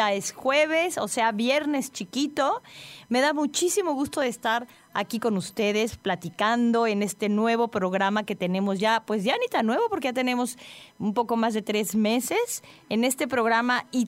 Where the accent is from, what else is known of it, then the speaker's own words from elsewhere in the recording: Mexico; como mexicanos a todos nos pesó que se nos fuera.